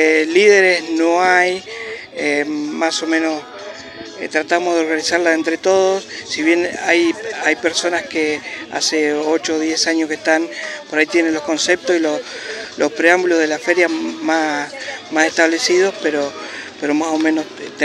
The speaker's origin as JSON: {"language": "Spanish", "town": "Pellegrini", "region": "Buenos Aires Province", "country": "Argentina", "moved": "as an adult", "lives_now": "Santa Rosa, Argentina", "said": "Soy de Pellegrini, hace 22 años que vine acá a Santa Rosa de la Pampa."}